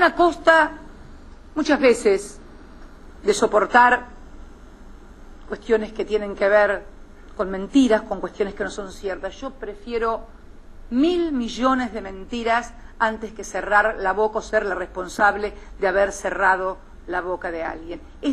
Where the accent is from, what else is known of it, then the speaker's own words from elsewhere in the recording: Argentina; creo que estamos ayudándonos a nosotros, como argentinos, a ser una sociedad más justa